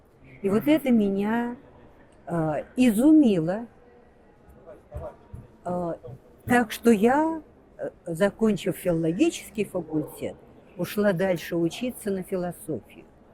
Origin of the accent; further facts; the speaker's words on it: Moscow, Russia; Это я в Москве родилась, это я в Москве училась.